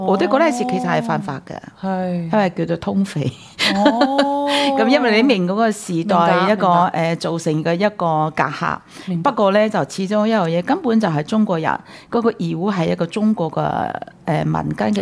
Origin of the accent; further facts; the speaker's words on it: Taiwan; 因為我啲嗰陣時我喺台灣長大，學習的過程之中咧係比較艱辛啲嘅